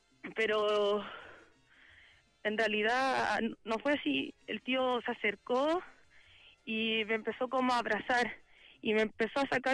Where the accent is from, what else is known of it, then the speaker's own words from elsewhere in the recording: Maipú, Santiago Metropolitan Region, Chile; Yo soy de Maipú.